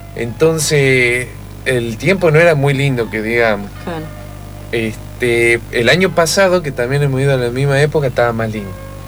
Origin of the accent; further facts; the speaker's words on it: Tucumán, Argentina; cuando vamos a Tucumán, particularmente a la ciudad, generalmente, como yo soy tucumano y tengo amigos, familias, todo